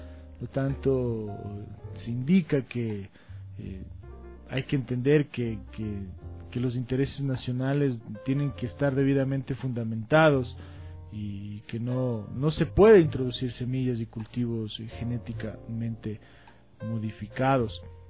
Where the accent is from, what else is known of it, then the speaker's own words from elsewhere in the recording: Ecuador; va a acabar con lo que somos nosotros como ecuatorianos, como latinoamericanos